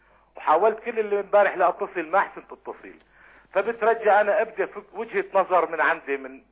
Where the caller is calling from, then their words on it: Syria; من سوريا.